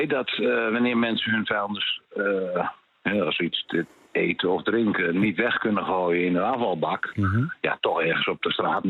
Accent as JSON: {"language": "Dutch", "town": "Amsterdam", "region": "North Holland", "country": "Netherlands", "said": "Ik ben Amsterdammer."}